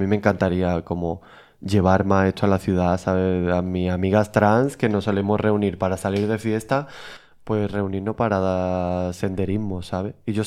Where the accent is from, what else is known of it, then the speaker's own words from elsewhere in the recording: Málaga, Andalusia, Spain; soy de Málaga y vivo a un minuto de la playa, el mar